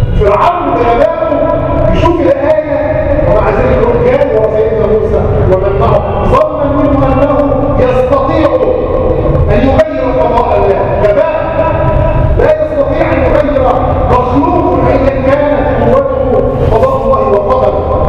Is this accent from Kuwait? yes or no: no; Egypt; واحفظ بلادنا مصر وسائر بلاد